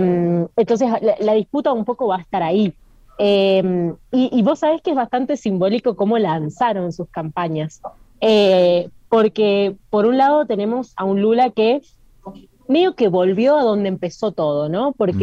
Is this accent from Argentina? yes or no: yes; Argentina; now in abroad (not Argentina); uno viene de un país como Argentina que tiene muchísimo movimiento social